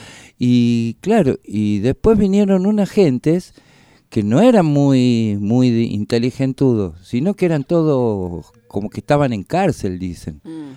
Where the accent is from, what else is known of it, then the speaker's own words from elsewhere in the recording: Argentina; Ay, hoy se dice, ¿qué somos los argentinos? Somos un crisol de raza, dice, ¿no?